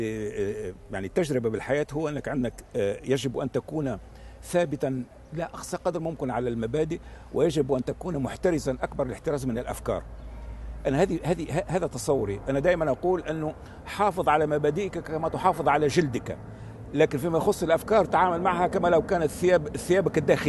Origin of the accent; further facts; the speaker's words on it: Tunisia; سأمارس الحق حقي الدستوري كتونسي